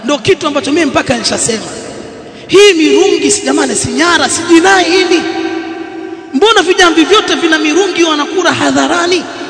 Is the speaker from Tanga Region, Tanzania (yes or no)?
yes; Tanga, Tanga Region, Tanzania; Kama kule kwetu kuna ngoma inaitwa kijambi kule Tanga, mshakisikia kijambi?